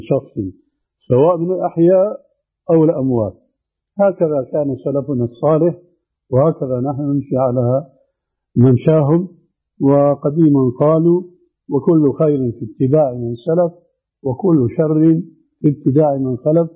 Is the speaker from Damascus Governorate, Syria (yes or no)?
yes; Damascus, Damascus Governorate, Syria; عندنا في دمشق في 4 محاريب